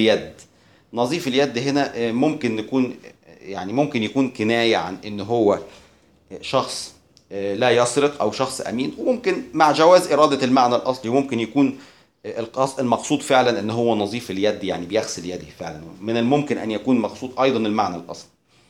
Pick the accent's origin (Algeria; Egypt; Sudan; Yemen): Egypt; طيب عندنا في مصر مثلا يقولون أن الشخص نائم في سابع نومة